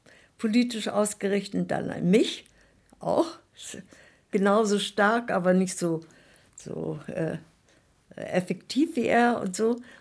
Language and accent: German; Austria; moved away as an adult; now in East Germany; dass die Privilegien, die wir hatten als Österreicher, dass das nicht gut war unter den Kollegen. Wir konnten immer nach Österreich fahren zum Urlaub und Berge steigen dort